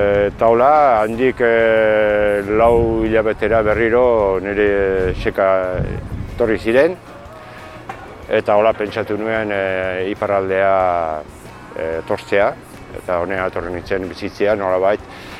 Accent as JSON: {"language": "Basque", "town": "Gaztelu", "region": "Basque Country", "country": "Spain", "tie": "born there", "also_born_or_lived": "Ibarra", "said": "Hirurogeita zazpi urte ditut eta erritipi batean Gaztelun jaioa naiz. Gero nire bizia egin dut Tolosaldeko Ibarra herria, 5000 biztanleko herri bat, da. Hor egin dut nire bizia gehien bat."}